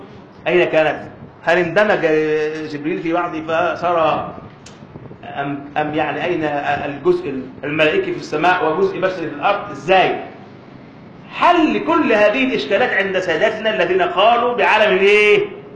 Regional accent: Alexandria, Alexandria Governorate, Egypt; وعندنا في اسكندرية أحد كبار الأعلام

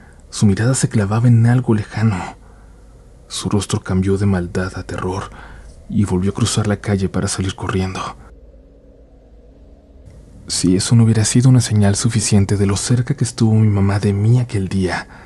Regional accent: Honduras; soy de Honduras. Acá el Día de las Madres se celebra el segundo domingo de mayo

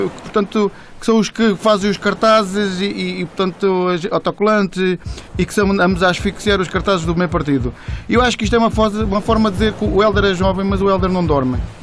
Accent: Portimão, Faro, Portugal; sou de Portimão e sinto que os jovens têm de se envolver na política

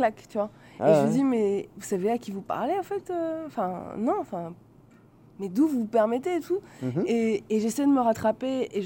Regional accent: Paris, Île-de-France, France; moi je suis de Paris.

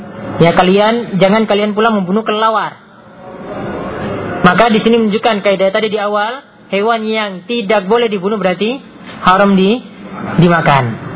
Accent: Special Region of Yogyakarta, Indonesia; Ya, di daerah saya juga di Gunung Kidul itu ada warung yang bahkan sudah masuk TV juga ya, karena laris dengan makanan dari kelelawar tadi.

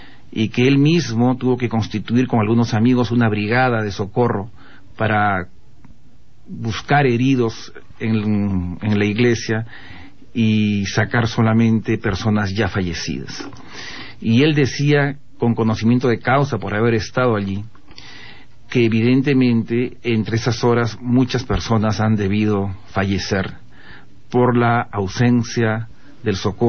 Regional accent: Peru; Yo como peruano, la verdad que me he sentido revelado

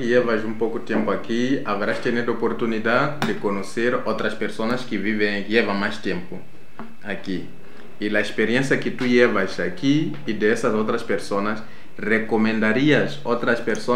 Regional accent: Mozambique; now in Spain; yo soy de Mozambique, llevo ya en España varios años.

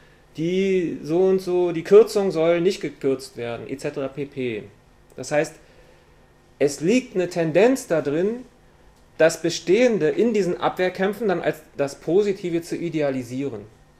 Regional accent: Berlin, Germany; Zwei Beispiele, ich komme aus Berlin

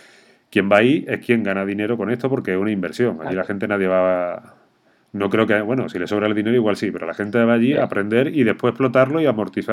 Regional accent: Andalusia, Spain; la cervecita típica, que tanto tú y yo que somos andaluces tanto nos gusta

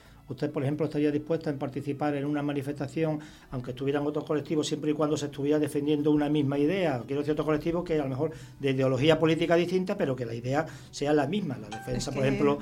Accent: Extremadura, Spain; Bueno, en Extremadura, yo soy extremeño, es la fregona

